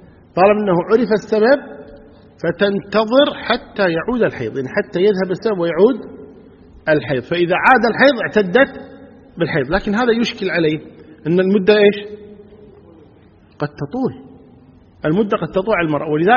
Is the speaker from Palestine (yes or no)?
no; Kuwait; قضية الأسرى عندنا في الكويت ما كنا نعرف هذا الموضوع